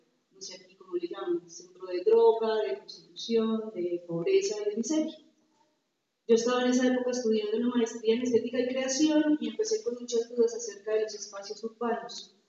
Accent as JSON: {"language": "Spanish", "town": "Manizales", "region": "Caldas", "country": "Colombia", "said": "Vengo de una ciudad de Colombia que se llama Manizales, es una ciudad pequeñita, un pueblo."}